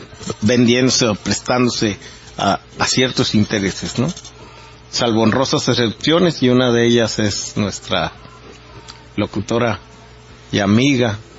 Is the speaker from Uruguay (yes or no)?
no; Mexico; esta falta de entendimiento de muchos de nosotros como mexicanos en relación a lo que está ocurriendo en el país